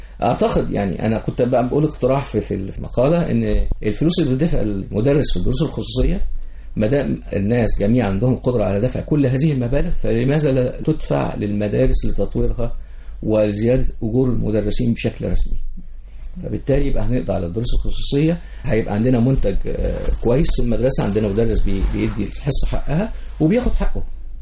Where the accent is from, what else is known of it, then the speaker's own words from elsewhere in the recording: Egypt; يعني المنظومة عندنا في مصر ثلاث حاجات